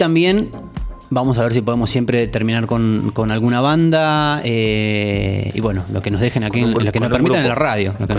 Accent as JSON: {"language": "Spanish", "region": "Buenos Aires", "country": "Argentina", "said": "Claro, que somos porteños."}